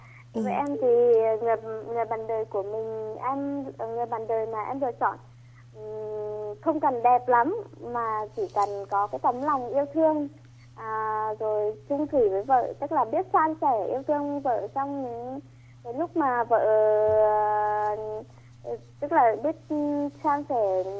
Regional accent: Thanh Chương, Nghệ An, Vietnam; Em đến từ Thanh Chương, Nghệ An ạ.

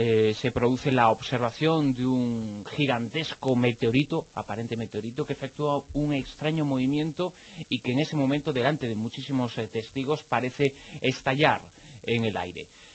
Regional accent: Galicia, Spain; Y como gallego, soy de los que apoyo tanto al Deportivo como al Celta.

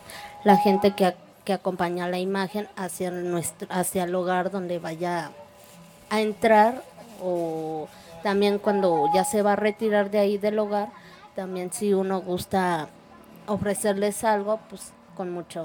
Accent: Mexico City, Mexico; Del barrio San Antonio Culhuacán.

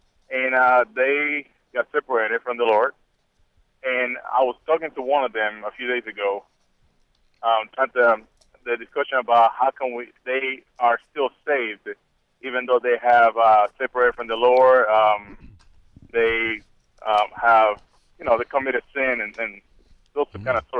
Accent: Puerto Rico; now in Boise, United States; I am from Puerto Rico, but I'm living in Boise right now.

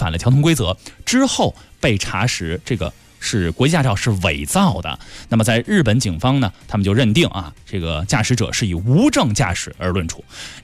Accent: China; 我们中国人

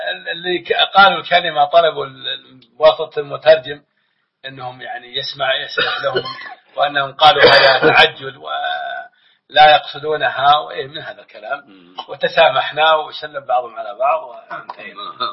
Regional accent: Makkah Province, Saudi Arabia; ونحن إخوانكم من مكة والمدينة ونحبكم وأتينا إليكم

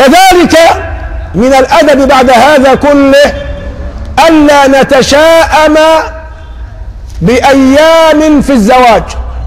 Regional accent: Egypt; ده دي حالنا كمصريين مسلمين.

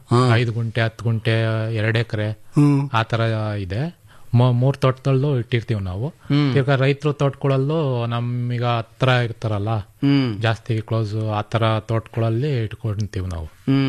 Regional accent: Shavanur, Karnataka, India; Sir, ಶಾವಣೂರಿಂದ ಬಂದಿದ್ದೀವಿ ನಾವು. ದೊಡ್ಡಬಳ್ಳಾಪುರ ತಾಲೂಕು, ಬೆಂಗಳೂರು ಗ್ರಾಮಾಂತರ.

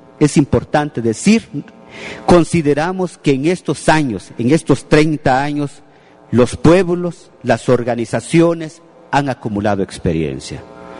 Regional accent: Santa Cruz del Quiché, Quiché, Guatemala; Yo soy de Santa Cruz del Quiché

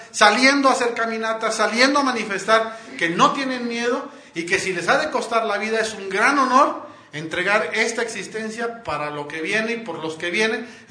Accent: Monterrey, Nuevo León, Mexico; yo soy de Monterrey

